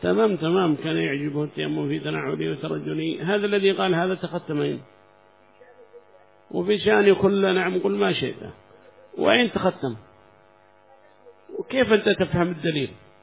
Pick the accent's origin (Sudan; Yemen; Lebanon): Yemen; South Yemen; من جنوب اليمن شوافع، ما فينا لا شيعي ولا مالكي ولا شيء عندنا في اليمن، جنوب اليمن يعني.